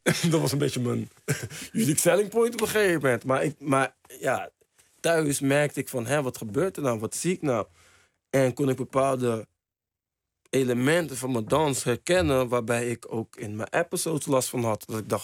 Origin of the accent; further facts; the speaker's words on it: Spain; Dutch is a second language; Oké, ik kom uit Spanje, ik ben wereldkampioen.